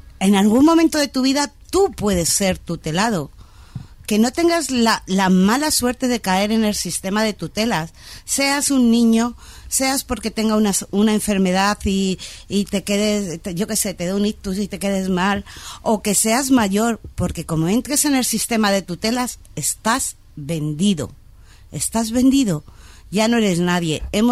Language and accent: Spanish; Madrid, Community of Madrid, Spain; Y mi barrio, yo soy de Orcasitas, y en mi barrio hay una calle donde los barrenderos entran con escortas.